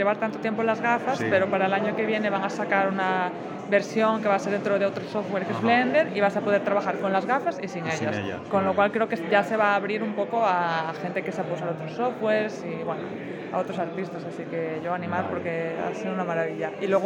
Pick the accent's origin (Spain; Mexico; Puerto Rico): Spain; Castilla-La Mancha; De la parte de Albacete que está más para arriba.